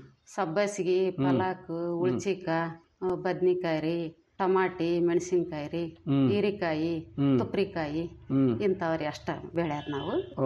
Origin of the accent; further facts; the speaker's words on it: Chikkamegeri, Karnataka, India; now in Chilakamukhi, India; ಚಿಕ್ಕಮೇಗೇರಿ.